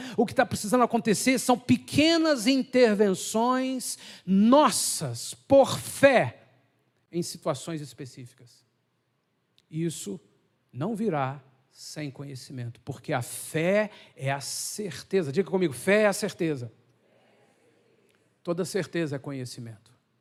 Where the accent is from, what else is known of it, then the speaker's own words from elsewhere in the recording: Brazil; Nós, como brasileiros, faz força, se vira